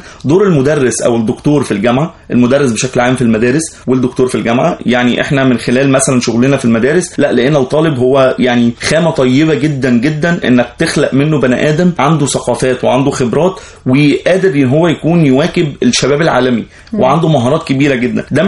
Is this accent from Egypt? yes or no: yes; Egypt; ممكن احنا يعني كمصريين ما عشناش المأساة او التجربه اللي هم مروا بيها